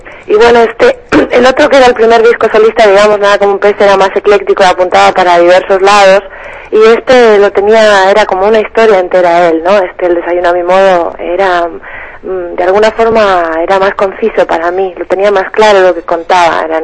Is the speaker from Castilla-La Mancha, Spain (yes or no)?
no; Palencia, Castile and León, Spain; born there; nací en Palencia, que es una ciudad muy chiquita, es como Valencia, la de las paellas, pero con P